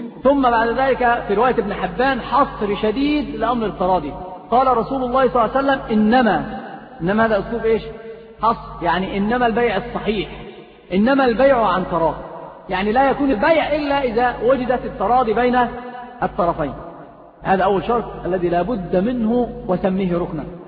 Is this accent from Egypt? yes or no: yes; Egypt; في الصعيد عندنا في مصر كثير هذه الأمور